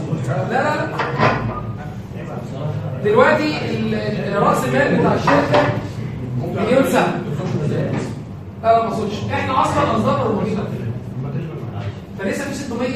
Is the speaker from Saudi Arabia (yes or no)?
no; Egypt; بالنسبة لي أنا كمصرية